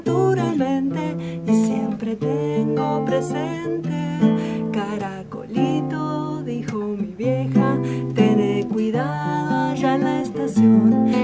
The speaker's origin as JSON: {"language": "Spanish", "region": "Buenos Aires", "country": "Argentina", "moved": "as an adult", "said": "De Buenos Aires. Venía haciendo música en Buenos Aires, vine para acá, llegué al Mallín"}